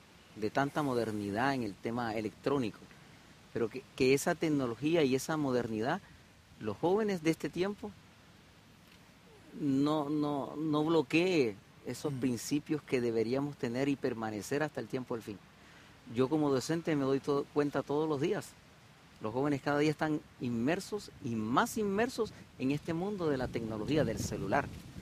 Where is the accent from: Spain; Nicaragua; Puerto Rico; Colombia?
Colombia; moved away as an adult; now in Chile; Yo vivo en Chile hace 20 años casi, pero yo todavía y todos los días como comida de donde yo vengo.